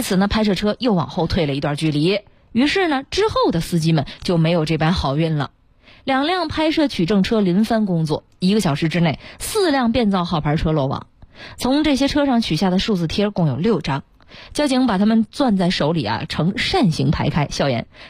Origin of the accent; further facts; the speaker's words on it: Inner Mongolia, China; 因为我是内蒙古过来的嘛，